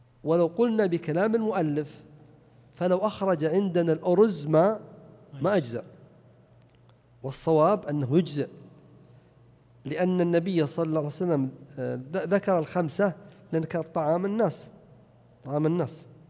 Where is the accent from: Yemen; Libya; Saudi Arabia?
Saudi Arabia; Najd; فإذا كان الناس لا يأكلونه كما عندنا في نجد وأظن أكثر البلدان كذلك